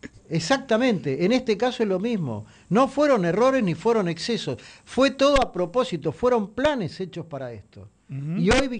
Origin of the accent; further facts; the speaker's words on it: Buenos Aires, Argentina; para los que somos de la Ciudad de Buenos Aires